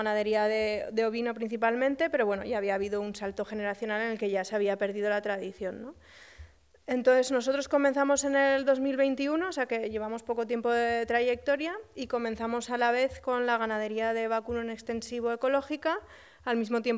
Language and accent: Spanish; Huesca, Aragon, Spain; aunque yo soy originaria de Huesca